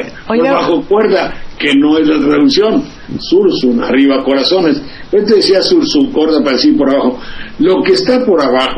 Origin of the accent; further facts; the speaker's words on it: Mexico; como mexicano protesto, como ser humano, tengo todo el derecho de hacerlo y decirlo para quien lo guste oír.